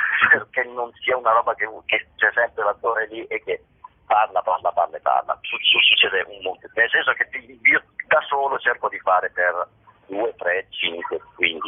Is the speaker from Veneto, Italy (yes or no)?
yes; Veneto, Italy; l'uno sono io, i 6.000 sono i 6.000 abitanti del mio paesino nella provincia di Vicenza.